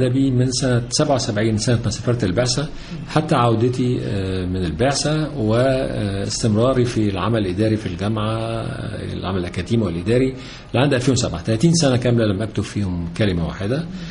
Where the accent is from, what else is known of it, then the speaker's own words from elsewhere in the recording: Egypt; مرتبطة بمستقبلنا كلنا كمصريين